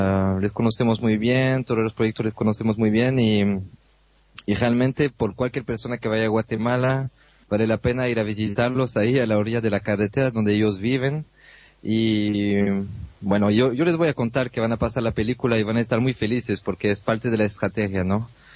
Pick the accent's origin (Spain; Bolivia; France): France; Narbonne, Occitania; Spanish is a second language; Llegaron a mi pueblo, yo soy de Narbonne, y ahí se hicieron los primeros campos de concentraciones